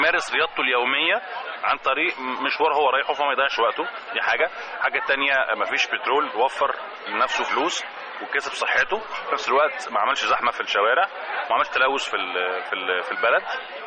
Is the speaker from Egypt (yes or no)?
yes; Egypt; او اسهل حاجه عندنا في مصر